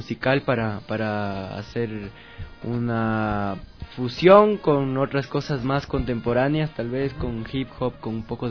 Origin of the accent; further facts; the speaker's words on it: Macas, Morona Santiago, Ecuador; Yo crecí en Macas, en la Amazonía, entonces ahí comenzó todo